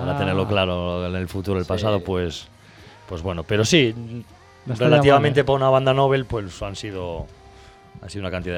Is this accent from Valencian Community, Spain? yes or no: no; Lugo, Galicia, Spain; Yo soy de Lugo.